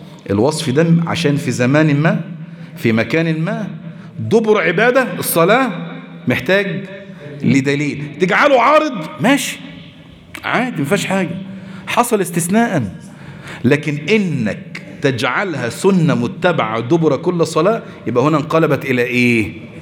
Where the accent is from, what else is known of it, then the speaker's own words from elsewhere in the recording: Egypt; احنا دلوقتي عندنا في مصر